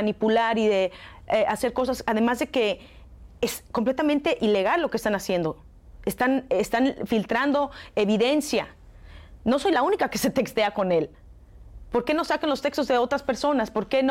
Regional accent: Mexico; lo que siento yo como mexicana

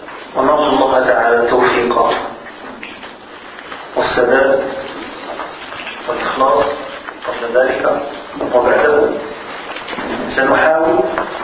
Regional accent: Morocco; ونحن كمغاربة نقرأ برواية أهل البلد

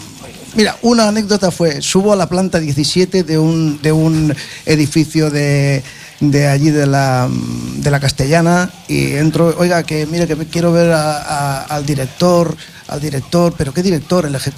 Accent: Barcelona, Catalonia, Spain; Pues nada, nosotros éramos de Barcelona.

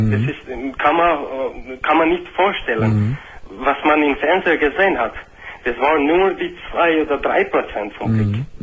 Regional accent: Kosovo; German is a second language; ich komme aus Kosovo. In Bosnien habe ich meinen Beruf und da bin ich bis 1992, Juni.

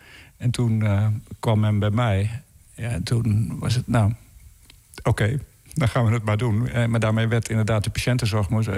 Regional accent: Netherlands; ik ben uit Nederland, dit is wat ik doe, en kan ik bij jou komen werken?

